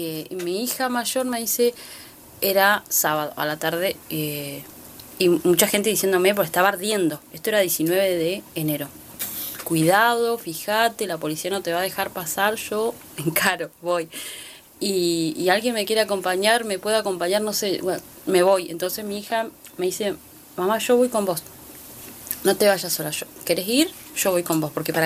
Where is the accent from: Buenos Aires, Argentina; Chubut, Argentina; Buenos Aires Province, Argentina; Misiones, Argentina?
Chubut, Argentina; El Maitén; yo soy del Maitén, una localidad ahí a 16, 20 kilómetros de Puyén.